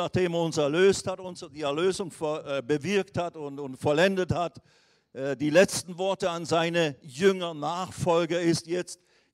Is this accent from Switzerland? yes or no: yes; Switzerland; als ich dann zurückkam in die Schweiz, wo ich her bin, von Indien